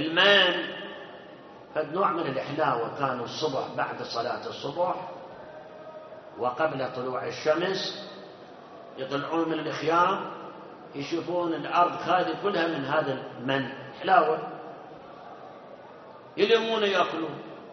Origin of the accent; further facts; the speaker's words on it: Karbala, Karbala Governorate, Iraq; بالأول كان يصير عرق حتى عندنا في كربلاء ترى على المي